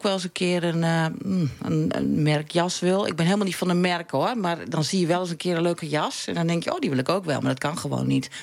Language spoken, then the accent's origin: Dutch; Veendam, Groningen, Netherlands; born there; Nou, in Veendam.